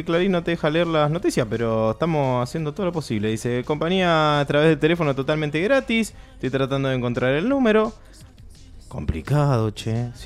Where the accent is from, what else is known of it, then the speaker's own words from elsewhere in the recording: Banfield, Buenos Aires Province, Argentina; Yo soy de Banfield, nacido en Banfield, hincha de Banfield